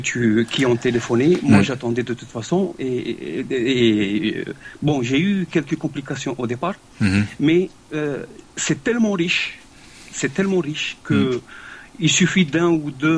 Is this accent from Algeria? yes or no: yes; Algeria; moi je viens d'Algérie, donc j'ai vu un peu la vision des jeunes de là-bas